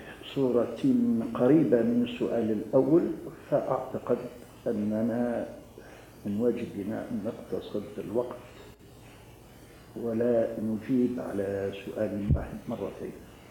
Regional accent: Algeria; يهتم بالجانب الاجتماعي للمرأة المسلمة سواء عندنا في الجزائر سواء في البلاد الأخرى،

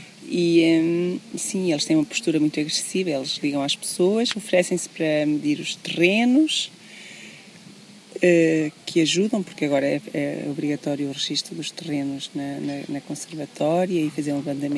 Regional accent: Covas, Portugal; Nasci em Covas, sou filha de agricultores e sempre tivemos criação de gado, de vários tipos de gado.

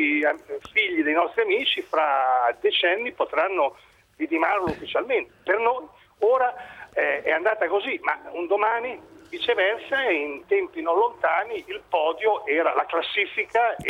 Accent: Bologna, Emilia-Romagna, Italy; born there; Quando ero a Bologna, in questa grande palestra che era la mia città natale negli anni 60 e 70

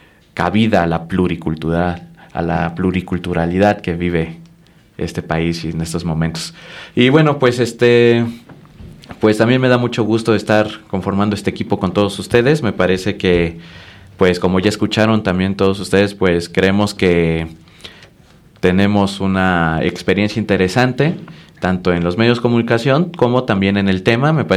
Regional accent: Chiapas, Mexico; Yo soy originario de Chiapas y también allá pues estuve completamente inmerso, ¿no?

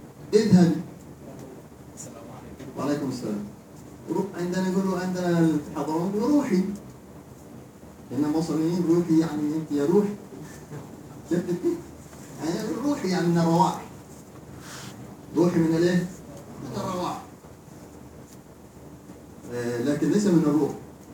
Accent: Hadhramaut, Yemen; now in Egypt; زي ما بنقول عندنا في حضرموت

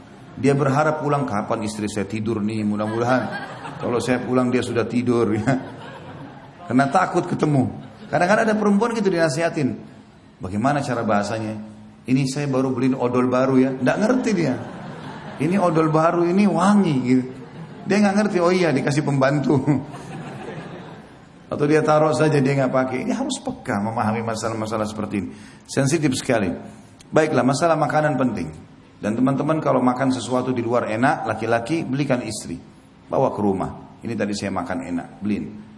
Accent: Indonesia; Kita ini orang Melayu, orang Indonesia.

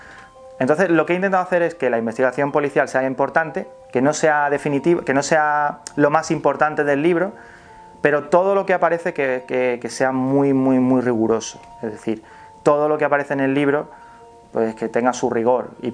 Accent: Carmona, Andalusia, Spain; en mi pueblo, en Carmona. Lo que pasa es que mi pueblo es bastante grande, no es ni siquiera un pueblo, tiene el título de ciudad, Carmona.

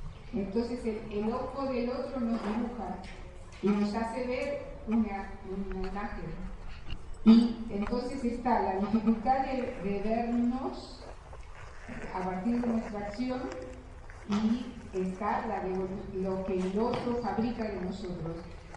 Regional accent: Misiones, Argentina; Vengo de Misiones y ver a los guaraníes vendiendo muñequitos hechos pedazos, habitantes de esa tierra

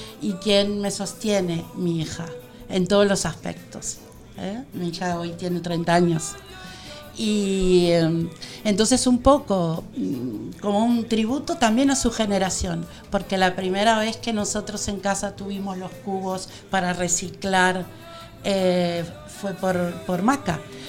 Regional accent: Argentina; sabes que soy argentina y los argentinos somos así

